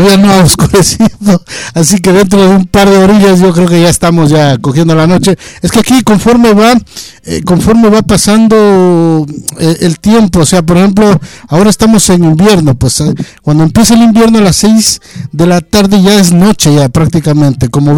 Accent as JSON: {"language": "Spanish", "country": "Ecuador", "moved": "yes", "said": "Pues, a ver, yo soy de Ecuador. Yo estoy por acá muchos años"}